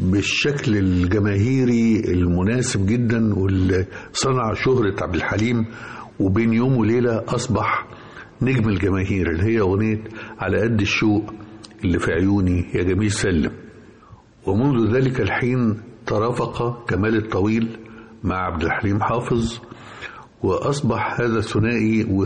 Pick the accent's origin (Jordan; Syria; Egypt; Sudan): Egypt; بالهزيمة المريرة اللي مستنا جميعا كمصريين وعرب